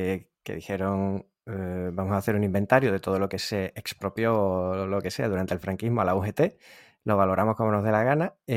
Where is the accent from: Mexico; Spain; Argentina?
Spain; Seville, Andalusia; Me lo cuentas a mí, que soy de Sevilla